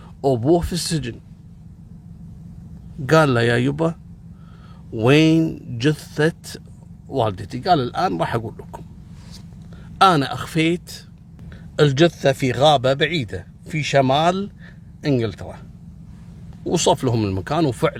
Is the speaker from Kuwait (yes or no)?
yes; Kuwait; مثل اللي حصل عندنا قبل 3 أيام في الكويت